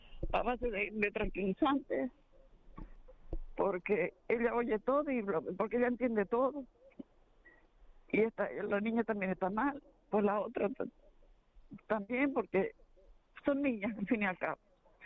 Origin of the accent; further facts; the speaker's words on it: El Paraíso, Canary Islands, Spain; Sí. Yo soy del Paraíso.